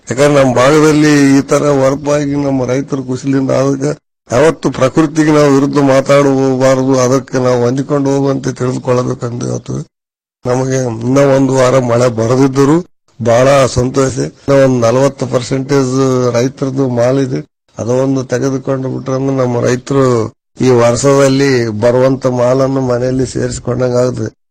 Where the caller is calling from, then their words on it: N Ganakal, Karnataka, India; ರಾಯಚೂರು ಜಿಲ್ಲೆ ದೇವದುರ್ಗ ತಾಲೂಕು ಎನ್ ಗಣಕಲ್ ಗ್ರಾಮದ ಕಳೆದ ಎರಡು ವಾರದಿಂದ ನಮ್ಮ ಊರಿನಿಂದ ಸುತ್ತ 10-12 ಕಿಲೋಮೀಟರ್ ವರೆಗೆ ಯಾವುದೇ ಮಳೆ ಅಂತ ಬಿದ್ದಿಲ್ಲ.